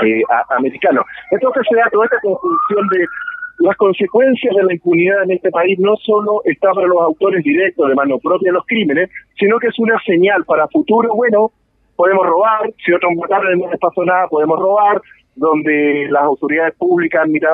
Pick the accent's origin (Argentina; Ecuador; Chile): Chile; yo creo que como chilenos, como sociedad, debemos sentirnos orgullosos